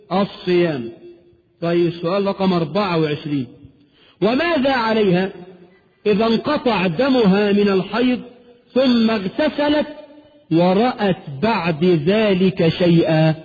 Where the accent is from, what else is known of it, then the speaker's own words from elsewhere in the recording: Egypt; علينا كمصريين